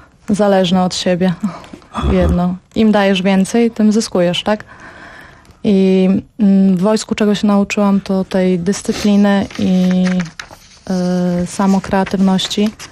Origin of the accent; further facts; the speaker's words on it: Łomża, Podlaskie Voivodeship, Poland; Ja pochodzę z Łomży.